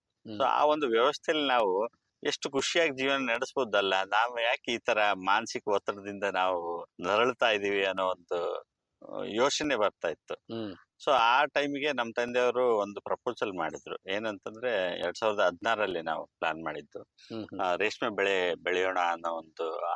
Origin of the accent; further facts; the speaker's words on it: Malvi, Karnataka, India; ನಾನು ಚಿಕ್ಕವರಿಂದ ಇಲ್ಲೇ ಹಳ್ಳಿಯಲ್ಲೇ ಬೆಳೆದಿದ್ದೀನಿ. ನಮ್ಮೂರು ಬಂದು ಅಗರಮಳ್ಳಿ ತಾಲೂಕು ಮಾಲ್ವಿ, ವಿಜಯನಗರ ಜಿಲ್ಲೆ ವ್ಯಾಪ್ತಿಯಲ್ಲಿ ಬರುತ್ತೆ. ಚಿಕ್ಕವರಿಂದಲೂ ನಮ್ಮ ತಂದೆ ಅವ್ರ ತಂದೆ ಕಾಲದಿಂದಲೂ ನಾವು ರೈತರು.